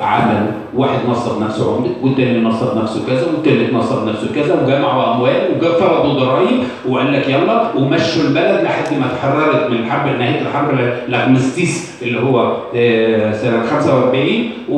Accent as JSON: {"language": "Arabic", "country": "Egypt", "said": "يبقى احنا عندنا في مصر"}